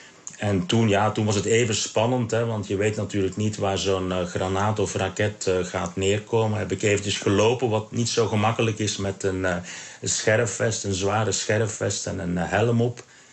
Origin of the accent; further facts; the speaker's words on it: Belgium; ja, dan als buitenlander, als Belg, ja, dan iedereen is bereid onmiddellijk om een praatje te slaan.